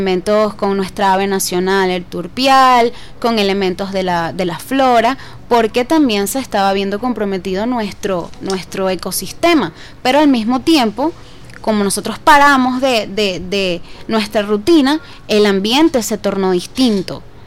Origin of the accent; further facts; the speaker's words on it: Caracas, Capital District, Venezuela; en lo particular como caraqueña, como venezolana, me dolía